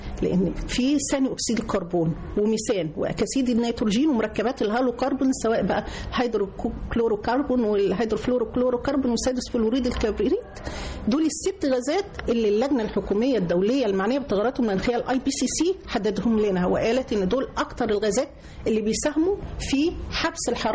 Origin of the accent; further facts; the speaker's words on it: Egypt; عندنا في مصر الحمد لله رب العالمين عندنا مساحات كبيرة جدا